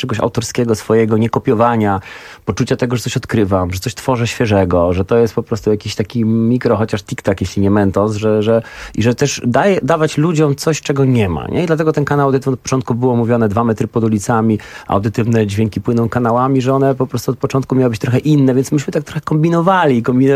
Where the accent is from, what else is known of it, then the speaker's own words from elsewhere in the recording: Zielona Góra, Lubusz Voivodeship, Poland; bo pochodzę z małej miejscowości z Zielonej Góry